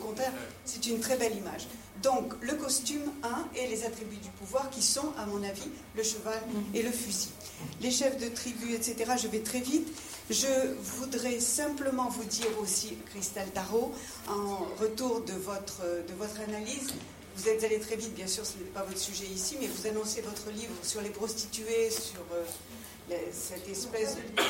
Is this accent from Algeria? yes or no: yes; Algeria; je viens d'Algérie. Vu mon âge, vous le voyez, j'ai vécu la période de colonisation. Évidemment, du côté des Européens, c'est-à-dire juifs, chrétiens et libres penseurs, plutôt que du côté arabo-berbère